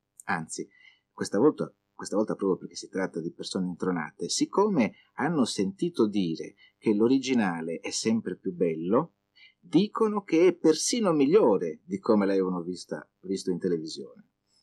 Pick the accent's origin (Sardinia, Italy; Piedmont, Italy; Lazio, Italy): Sardinia, Italy; Anch'io devo essere un po' brontosardo, innamorato della mia terra.